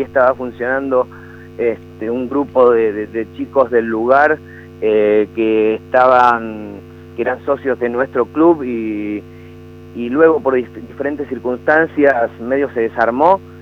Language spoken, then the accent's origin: Spanish; Mendoza, Argentina; Sí, soy de Mendoza y lo arranqué en Mendoza.